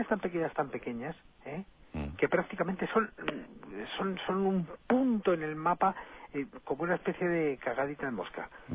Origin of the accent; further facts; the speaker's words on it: El Escorial, Community of Madrid, Spain; Yo, afortunadamente, soy del Escorial.